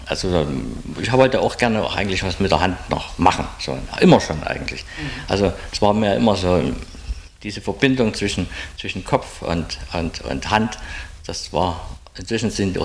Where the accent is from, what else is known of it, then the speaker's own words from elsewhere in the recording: Saxony, Germany; Also, ich bin im Dorf geboren, im Erzgebirge, etwas hügelig schon, ganz kleines Dorf, im Pfarrhaus sozusagen geboren.